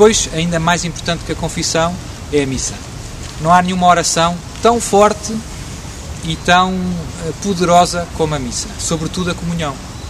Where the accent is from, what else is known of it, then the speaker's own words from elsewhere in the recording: Portugal; Nós somos portugueses.